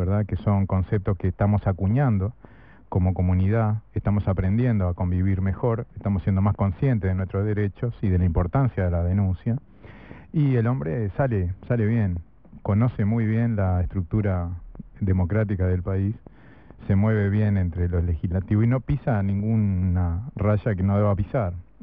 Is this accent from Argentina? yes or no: no; Maldonado, Uruguay; nacido y criado en Maldonado